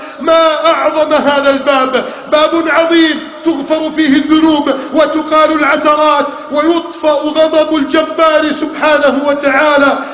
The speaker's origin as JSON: {"language": "Arabic", "country": "Egypt", "said": "اللهم احفظ بلدنا مصر من كيد الكائدين"}